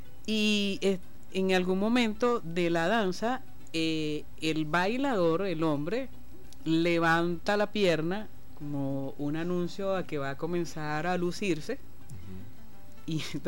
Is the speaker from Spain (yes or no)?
no; Venezuela; como somos los venezolanos